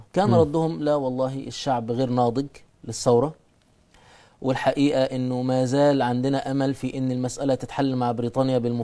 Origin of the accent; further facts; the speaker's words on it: Egypt; احنا عندنا في مصر مثلا بدأ حتى الإخوان في ذلك الوقت يبدأوا يثيروا القضية الفلسطينية